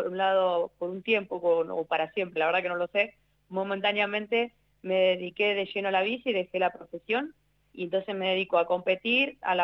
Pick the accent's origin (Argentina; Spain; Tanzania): Argentina; Viste como somos los argentinos, nos rebuscamos de siempre de alguna manera.